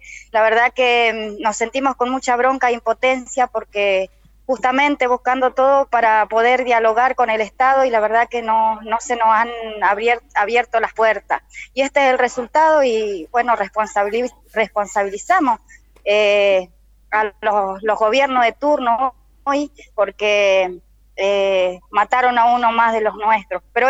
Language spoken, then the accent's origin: Spanish; Cushamen, Chubut, Argentina; now in Buenos Aires, Argentina; Yo vengo de Chubut, soy de Colonia Cusamen, de la organización Mapuche Tehuelche.